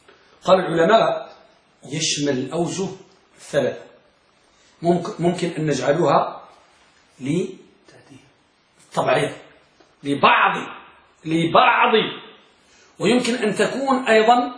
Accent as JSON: {"language": "Arabic", "country": "Morocco", "said": "الملقب عندنا بالمغرب"}